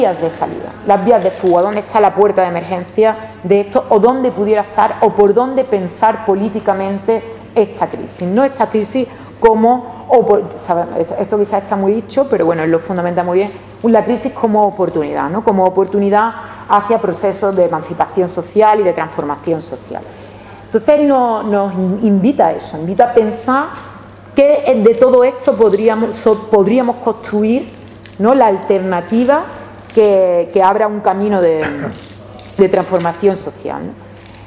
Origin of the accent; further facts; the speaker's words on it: Seville, Andalusia, Spain; Yo es que soy de Triana, y bueno, pues a una parte importante de mi familia la expulsaron de Triana